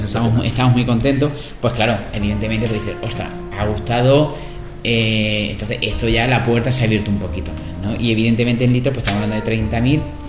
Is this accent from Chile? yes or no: no; Jaén, Andalusia, Spain; ese ligero amargor y picor que los que somos de Jaén nos gusta tanto